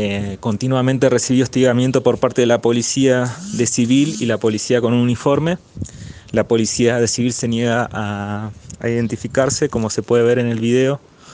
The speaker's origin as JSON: {"language": "Spanish", "town": "Fiambalá", "region": "Catamarca", "country": "Argentina", "said": "soy de Fiambalá, Catamarca. Tengo 27 años, soy cineasta y comunicador social."}